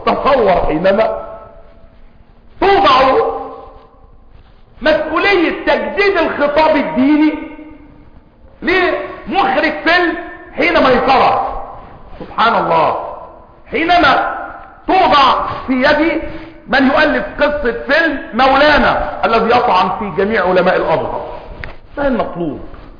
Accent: Egypt; وكلمة المثقفين عندنا في مصر تعني مجموعة من بقايا الشيوعية

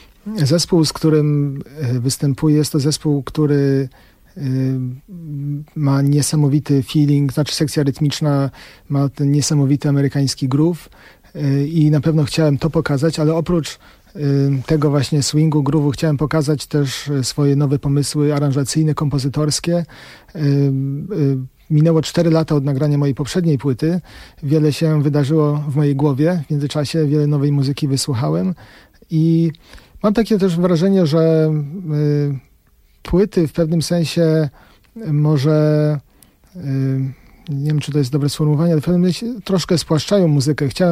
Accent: Warsaw, Masovian Voivodeship, Poland; now in United States; Że mam takie poczucie troszkę, jak przyjechałem do Stanów, że tak jak ja przyjechałem z Warszawy

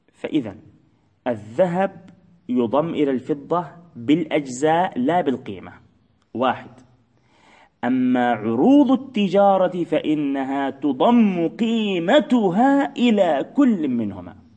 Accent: Palestine; إحنا عندنا في فلسطين مثلا نقول أجورة

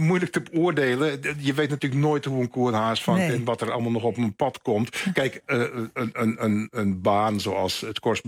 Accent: Netherlands; Ik ben natuurlijk gewoon in mijn hart nog gewoon een polderjongen. En Nederland is mijn vaderland en zal het ook altijd blijven.

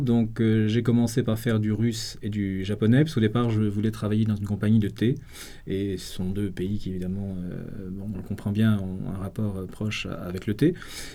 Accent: Brittany, France; Et moi-même, je viens du Finistère, c'est-à-dire le bout du monde, que ce soit le début ou la fin.

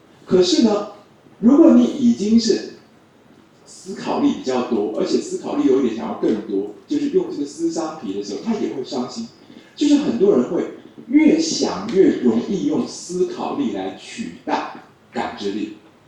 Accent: China; 我们中国人觉得很像一个草木发芽的样子

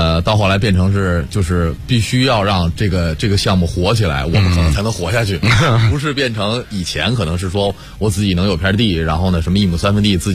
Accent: Beijing, China; 我们其实都属于城里孩子，我们都是，像我是在前门长大的

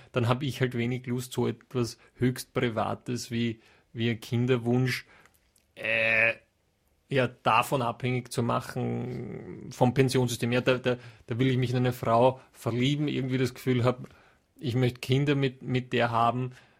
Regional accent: Austria; bei uns in Österreich

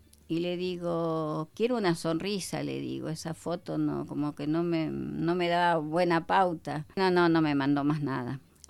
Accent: Buenos Aires, Argentina; Somos de Buenos Aires, nacidos allá los chicos, criados y educados en Buenos Aires.

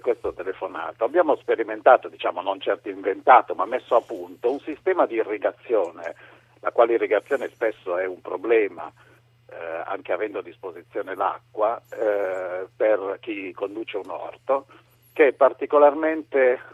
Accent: Florence, Tuscany, Italy; io ho avuto per diversi anni un grosso orto nella zona di Siena, io sono di Firenze

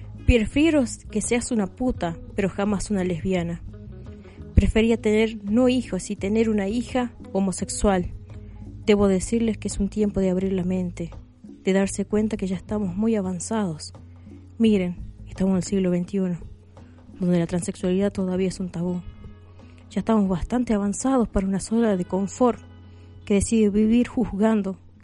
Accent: Salta, Argentina; now in La Rioja, Argentina; Soy un militante de la ciudad de La Rioja. No soy de aquí, soy de Salta.

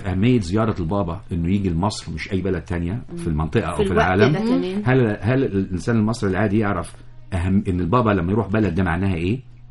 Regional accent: Egypt; مصر ليها سحر احنا يا مصريين مش مدركينه.

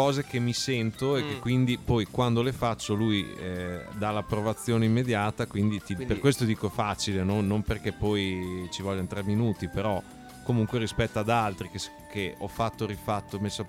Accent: Bologna, Emilia-Romagna, Italy; sei capito che siamo di Bologna, vero?

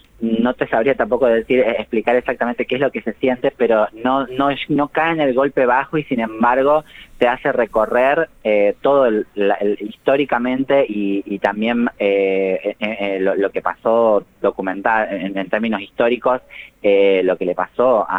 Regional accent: Tucumán, Argentina; now in Buenos Aires, Argentina; soy tucumana, vivo en Buenos Aires hace solamente 16 años, entonces no viví en Buenos Aires la tragedia, la masacre de Cromañón, uh-huh, sino que la viví desde Tucumán

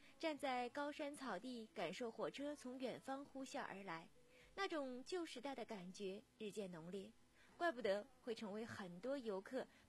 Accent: Mudanjiang, Heilongjiang, China; 我的故乡在东北，但我要告诉你，其实横道河子也应该算是我的故乡了吧，因为我的家乡正是牡丹江。

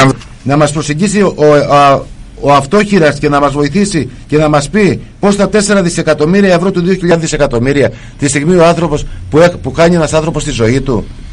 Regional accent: Kefalonia, Ionian Islands, Greece; ξέρουν οι Κεφαλονίτες, τους ξέρω. Είμαι ένα παιδί μέσα από αυτούς που μεγάλωσα εδώ πέρα. Στερήθηκα τον τόπο μου λόγω της δουλειάς μου.

